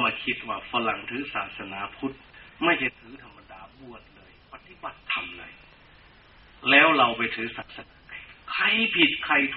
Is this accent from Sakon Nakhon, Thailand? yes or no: yes; Sakon Nakhon, Thailand; born or raised there